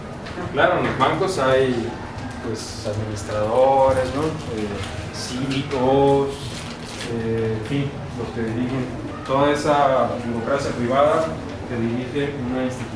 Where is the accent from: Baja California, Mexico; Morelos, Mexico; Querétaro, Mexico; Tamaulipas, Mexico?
Baja California, Mexico; Mexicali; Pues yo soy de Tangamandapio, perdón, de Mexicali